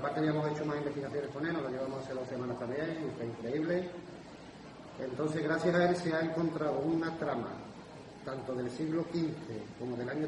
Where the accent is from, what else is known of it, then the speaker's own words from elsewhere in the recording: Seville, Andalusia, Spain; now in Manzanilla, Spain; Yo vivo aquí en Manzanilla, soy de aquí de Sevilla, pero vivo allí.